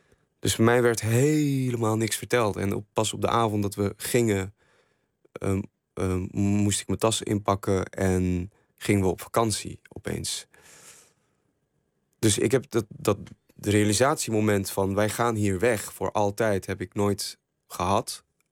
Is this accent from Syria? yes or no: yes; Syria; Ik zie het land waar ik vandaan kom langzaam afbrokkelen. Ja, hoe volg je dat? Ik vind dat iets heel moeilijks. Ik vind het ook niet behapbaar. Het werd voor mij ook pas tastbaar dat er oorlog was überhaupt in Syrië.